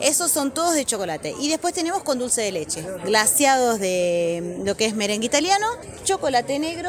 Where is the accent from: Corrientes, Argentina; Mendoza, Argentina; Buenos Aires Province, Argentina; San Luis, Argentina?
Buenos Aires Province, Argentina; San Antonio de Areco; Somos de San Antonio de Areco, provincia de Buenos Aires